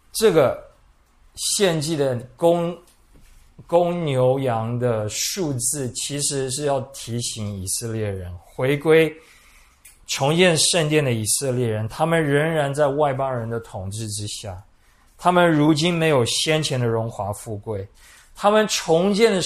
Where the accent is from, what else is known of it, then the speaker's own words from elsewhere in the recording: Taiwan; 很类似我们台湾人的民间信仰